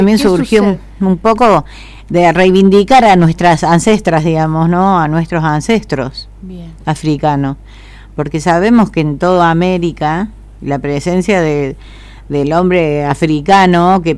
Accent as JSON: {"language": "Spanish", "country": "Argentina", "said": "hubo como una especie de plan de blanqueamiento de nuestra argentinidad"}